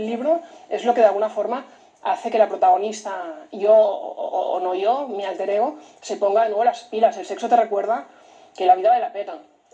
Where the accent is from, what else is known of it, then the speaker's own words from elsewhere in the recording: Barcelona, Catalonia, Spain; born there; Yo nací en Barcelona, pero es el sitio donde vuelvo siempre